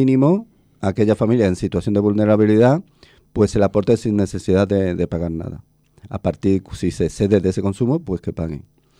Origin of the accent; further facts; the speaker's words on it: Spain; somos todos los españoles los que pagamos los errores de inversión.